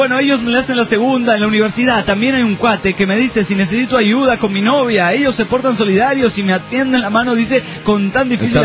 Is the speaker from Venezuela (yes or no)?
no; Mexico City, Mexico; porque también soy del DF.